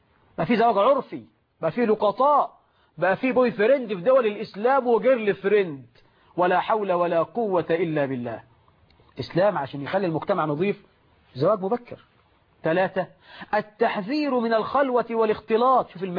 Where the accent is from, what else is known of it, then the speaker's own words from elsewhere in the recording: Egypt; بقى عندنا في مصر 12 مليون عانس لأننا نغالف المهور.